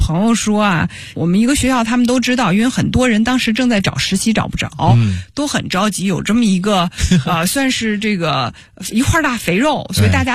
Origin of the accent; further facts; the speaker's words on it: Beijing, China; 我是从小在故宫里长大的，我的幼儿园是在故宫上的。